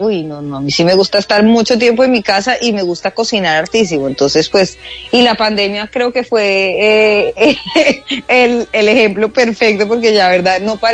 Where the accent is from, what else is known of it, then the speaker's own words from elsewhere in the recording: Bogotá, Colombia; yo de verdad, que soy lo más bogotano que hay en la vida, más que un ajiaco, pero ya no me soporto el frío. Entonces ya no soy tan bogotana.